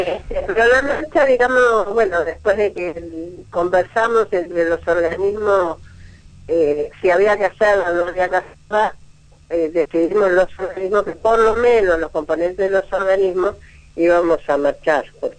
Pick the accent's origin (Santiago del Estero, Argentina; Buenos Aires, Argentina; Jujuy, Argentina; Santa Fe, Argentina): Buenos Aires, Argentina; moved away as an adult; yo soy de Buenos Aires, por cuestión de trabajo hace 16 años que vivo acá.